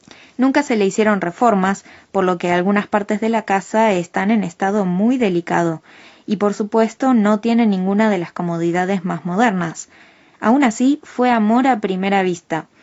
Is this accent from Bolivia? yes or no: no; Argentina; now in Japan; Nosotros somos argentinos. Al poco tiempo de mudarnos a Japón